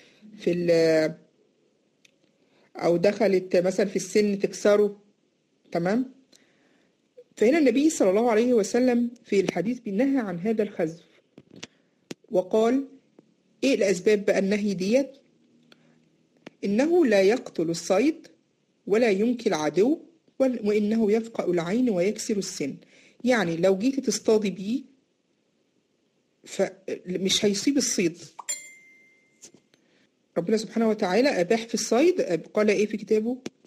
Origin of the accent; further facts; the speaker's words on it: Egypt; اللي هو بيسموه عندنا في مصر النبلة